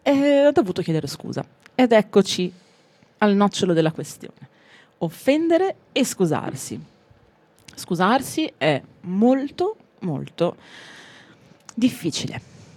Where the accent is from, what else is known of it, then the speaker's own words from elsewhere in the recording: Ferrara, Emilia-Romagna, Italy; Io sono ferrarese